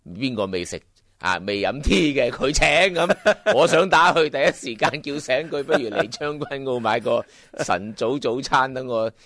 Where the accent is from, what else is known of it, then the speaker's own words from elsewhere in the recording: Hong Kong; 即系我谂我哋香港人咧系好多好似我同你呢种心态，既迷茫，但系又不忿